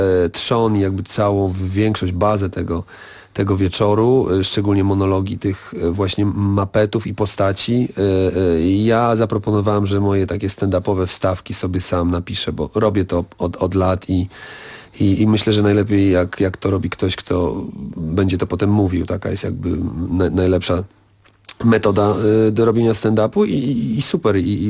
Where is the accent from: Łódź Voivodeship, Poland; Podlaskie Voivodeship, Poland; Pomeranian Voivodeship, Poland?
Podlaskie Voivodeship, Poland; Białystok; moved away as an adult; now in Warsaw, Poland; Ja jestem słoikiem podlaskim. Przyjechałem z Białegostoku na studia do Warszawy i tutaj się osiedliłem